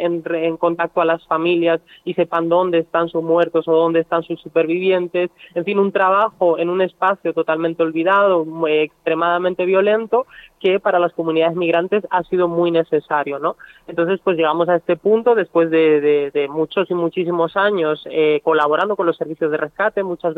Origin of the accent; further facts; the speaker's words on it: Almería, Andalusia, Spain; nosotras somos de Almería, ¿no?